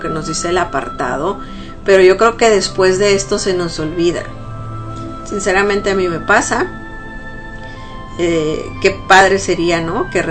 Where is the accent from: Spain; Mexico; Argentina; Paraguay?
Mexico; Y los que somos mexicanos tal vez conocemos de lo que pasó en Tlatelolco, en México, en el 68